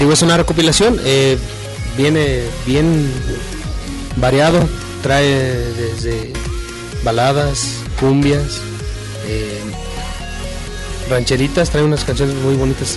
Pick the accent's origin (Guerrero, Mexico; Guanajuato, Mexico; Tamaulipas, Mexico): Guanajuato, Mexico; Abasolo; la gente nos pregunta de dónde somos, y es cuenta que sí les dicen, no, pues somos de Irapuato, porque Abasolo, pues, es un pueblo que es más chico